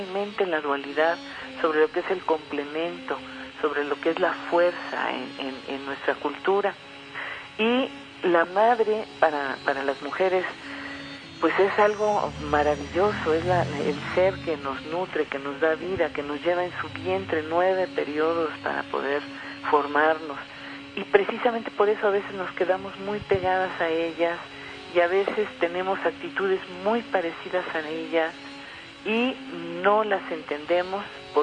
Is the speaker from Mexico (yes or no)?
yes; Mexico; Así somos las mujeres mexicanas. Estamos dando la cara ahora por este país maravilloso